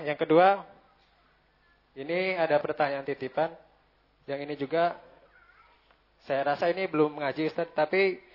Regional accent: South Sumatra, Indonesia; Saya dari Binaan Batu Marta, Kabupaten Oku, Palembang, Sumatera Selatan.

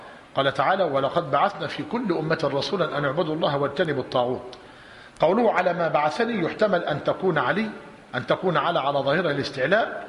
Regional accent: Egypt; الثاني اللي هي عندنا في مصر القباب

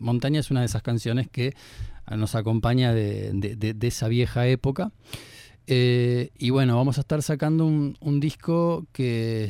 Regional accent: Uruguay; Yo soy de aquí de Uruguay

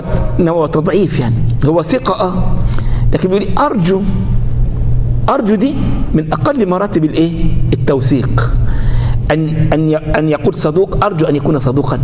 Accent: Egypt; أنا النهاردة رجل من أهل مصر، عندي احاديث اهل مصر عندي في كتب

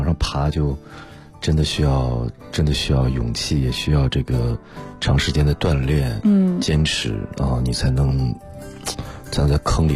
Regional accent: Shihezi, Xinjiang, China; 因为我是新疆的，新疆人，我们家在兵团石河子，所以从地理位置上来说，就是西北的偏北方的位置啊

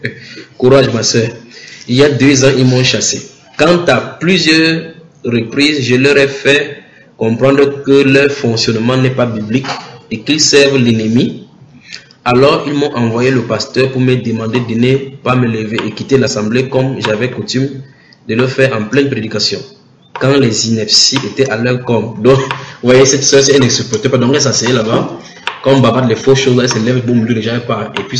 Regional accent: Martinique; je suis des Antilles, la Martinique.

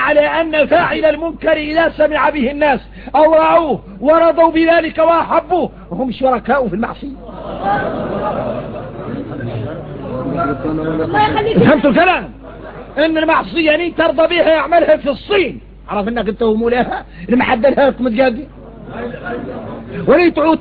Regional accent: Mauritania; نحن موريتاني

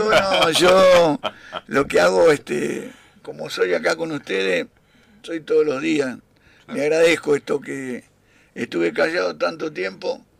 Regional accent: Argentina; No, somos argentinos.

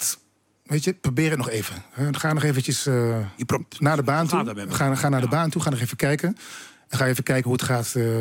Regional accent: Assen, Drenthe, Netherlands; Ik kom uit Assen-Oost en ik ben dan nooit op vakantie geweest.

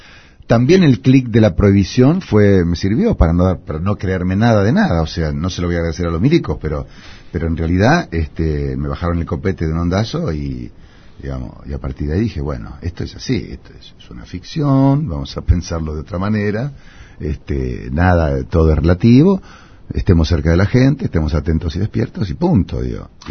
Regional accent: Tandil, Buenos Aires Province, Argentina; Yo soy un muchacho de Tandil que intenté

